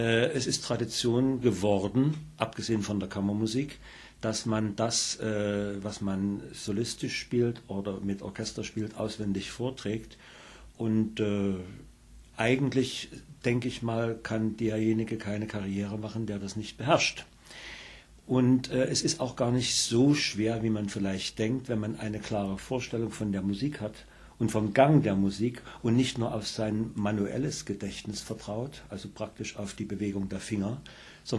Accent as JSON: {"language": "German", "town": "Dresden", "region": "Saxony", "country": "Germany", "said": "Ich komme direkt aus der Heimat"}